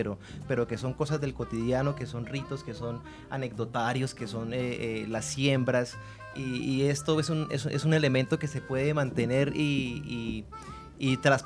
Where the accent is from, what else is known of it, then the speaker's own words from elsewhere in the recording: Bucaramanga, Santander, Colombia; now in Argentina; soy de una ciudad que se llama Bucaramanga, que queda en Colombia, en la cordillera oriental colombiana. Una ciudad de 1 millón de habitantes y nada, pues me vine para Argentina